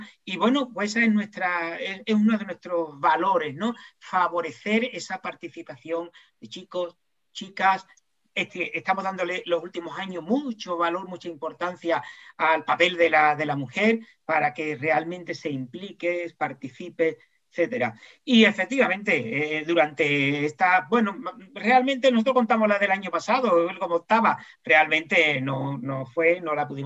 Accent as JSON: {"language": "Spanish", "town": "Jerez de la Frontera", "region": "Andalusia", "country": "Spain", "said": "los que somos de aquí de Jerez ya lo sabemos"}